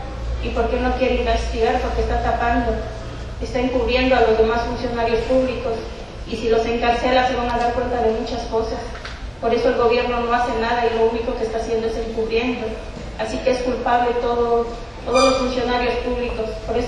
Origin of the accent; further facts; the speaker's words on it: Mexico; Nosotros como mexicanos y como padres que tenemos hijos desaparecidos